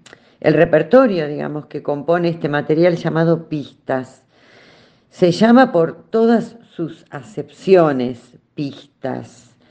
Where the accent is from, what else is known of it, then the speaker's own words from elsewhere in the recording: Buenos Aires Province, Argentina; Yo soy bonaerense, así que mi folclore bonaerense